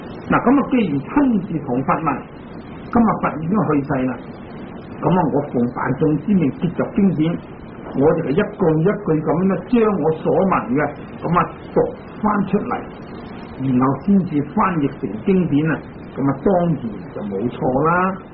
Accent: Hong Kong; 我们香港人中午十二点就是在美国呢

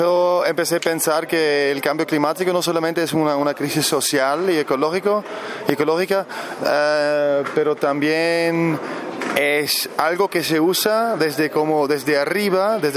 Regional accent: Germany; Spanish is a second language; soy de Alemania

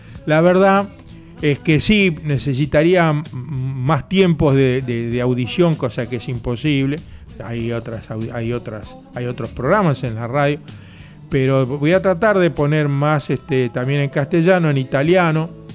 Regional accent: Quilmes, Buenos Aires Province, Argentina; now in Bernal, Argentina; Yo vivo en Bernal, pero me crié y nací en Quilmes, en el barrio La Colonia.

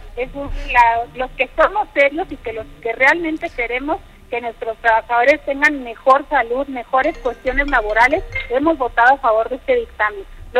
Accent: Mexico; Me irrita como mexicana

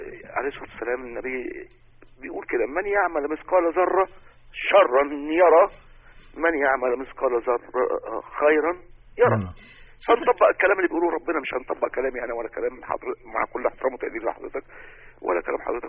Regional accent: Cairo, Cairo Governorate, Egypt; من القاهره.

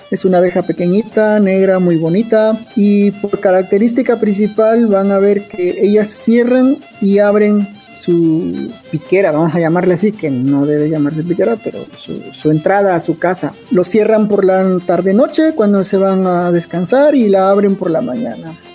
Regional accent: Putla Villa de Guerrero, Oaxaca, Mexico; soy originario de Putla Villa de Guerrero, Oaxaca.

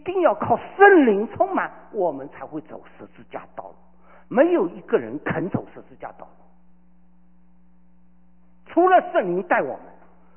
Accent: Shanghai, China; 我这个上海人脾气不会改的。

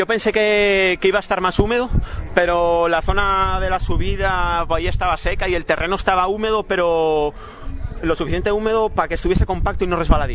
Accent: León, Castile and León, Spain; Como yo vengo de León, de una zona de montaña, siempre me ha gustado mucho correr por montaña.

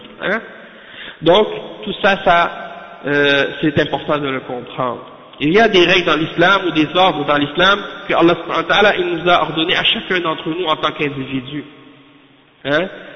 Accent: Canada; Et même chez nous au Canada, il y a des sections d'études islamiques dans les universités.

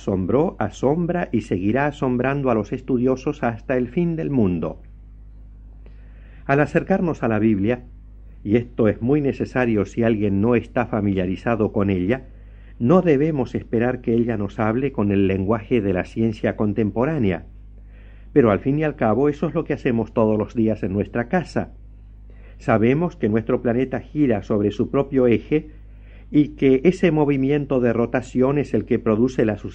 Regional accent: Argentina; En mi país, la República Argentina, hay una bebida muy popular que se conoce con el nombre de mate.

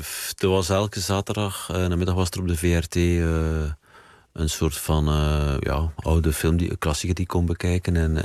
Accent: Knesselare, Flanders, Belgium; Mijn opa was volgens mij de eerste socialist van het kleine dorp Kneslaren, waar ik vandaan kom.

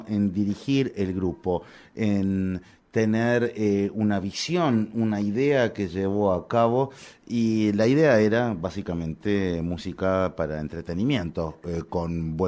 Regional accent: Argentina; Es que yo soy de Argentina, entonces cuento los títulos de allá.

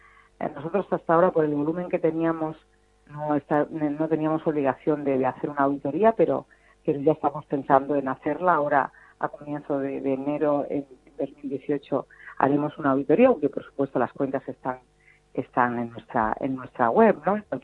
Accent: Extremadura, Spain; de abrir proyectos en mi tierra, en Extremadura, y alguno en Andalucía.

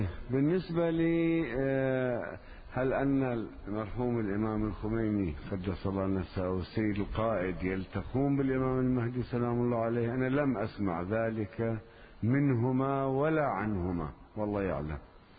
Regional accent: Lebanon; كأن عندنا في لبنان لا يوجد خصوصا من طلبة العلم

